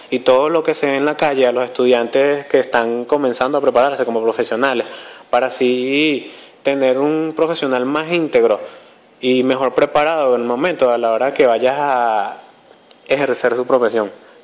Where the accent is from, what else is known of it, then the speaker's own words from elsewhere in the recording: Venezuela; ese es un fallo que nosotros tenemos como comunidad venezolana